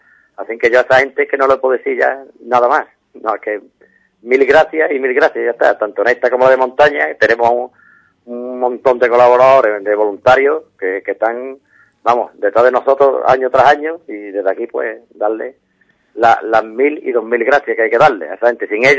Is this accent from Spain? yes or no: yes; Ubrique, Andalusia, Spain; el pueblo de Ubrique hay que darle un 10, porque es de las carreras que yo conozco, no es porque sea mi pueblo